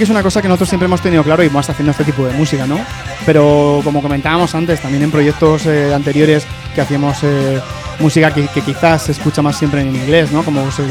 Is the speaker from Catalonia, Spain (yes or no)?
no; Madrid, Community of Madrid, Spain; Somos de Hortaleza